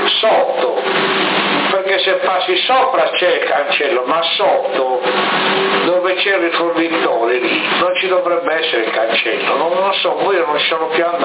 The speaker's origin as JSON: {"language": "Italian", "town": "Sassari", "region": "Sardinia", "country": "Italy", "said": "Siete di qua, residenti, però io sono di Sassari."}